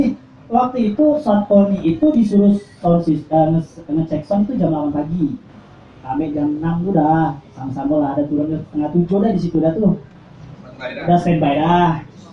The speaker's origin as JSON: {"language": "Indonesian", "town": "Pontianak", "region": "West Kalimantan", "country": "Indonesia", "said": "Apa di kami ini kan orang Pontianak gak malu dah."}